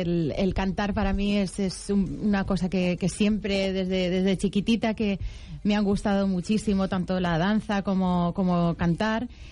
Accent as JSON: {"language": "Spanish", "region": "Valencian Community", "country": "Spain", "said": "Bueno, pues yo soy una chica valenciana que a los 5 añitos comencé ya pues danza clásica."}